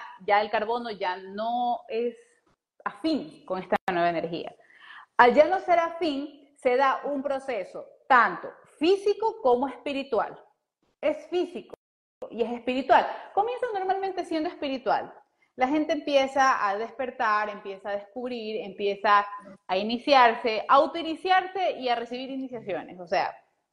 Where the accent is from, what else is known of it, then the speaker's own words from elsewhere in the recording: Ecuador; Un abrazo fuerte para Ecuador, mi tierra hermosa.